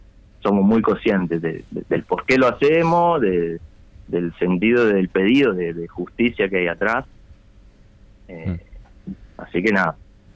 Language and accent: Spanish; Italy; Spanish is a second language; moved away as an adult; now in Uruguay; yo por ejemplo vivo en Uruguay hace 6 años, pero soy italiano, me crié en Italia